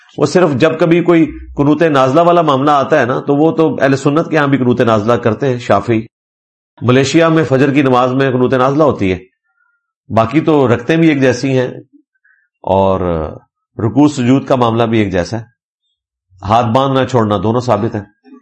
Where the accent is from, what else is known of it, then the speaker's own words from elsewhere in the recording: Mianwali, Punjab, Pakistan; میرا تعلق میاں والی سے ہے, ہمارے علاقہ کا زیادہ تر تعلق بریلوی مسلک سے ہے.